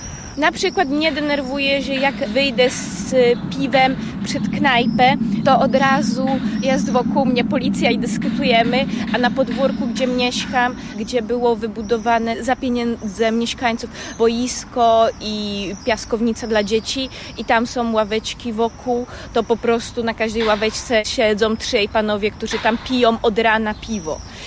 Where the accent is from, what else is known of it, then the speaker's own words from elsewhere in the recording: Czechia; Polish is a second language; now in Wrocław, Poland; Ja jestem właściwie dziewczyna z wioski, czyli chciałam pracować i rozwijać się w mieście. Dla mnie właściwie Wrocław jest bliżej niż Praga. Mój plan jest zostać we Wrocławiu przez długi okres.